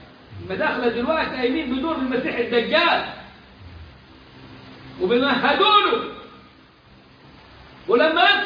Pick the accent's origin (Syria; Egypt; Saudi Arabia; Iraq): Egypt; Upper Egypt; اعتبروا مصر تحت باطهم زي ما بيقولوا عندنا في الصعيد